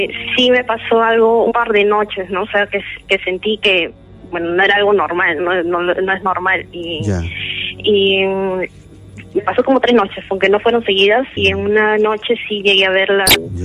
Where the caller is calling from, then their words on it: Ate, Lima, Peru; Hola. De Ate.